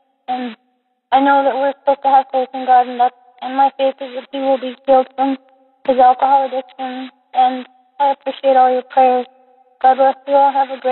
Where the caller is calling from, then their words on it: New Mexico, United States; I'm calling from New Mexico.